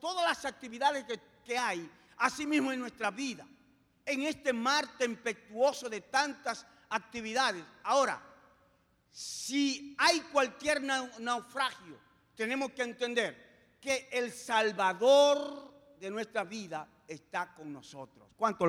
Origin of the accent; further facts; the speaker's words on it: Dominican Republic; yo estaba como superintendente nacional del Concilio Asamblea de Dios en mi país. Pero también estaba como presidente de la Confederación Dominicana de Unidad Evangélica, que en ese tiempo representaba el 80% del pueblo evangélico en Dominicana.